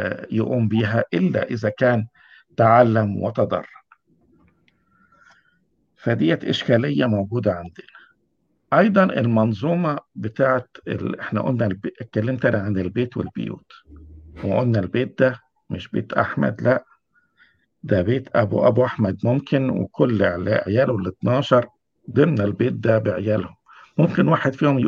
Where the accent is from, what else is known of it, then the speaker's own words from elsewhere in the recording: Egypt; يعني عندنا في مصر دلوقتي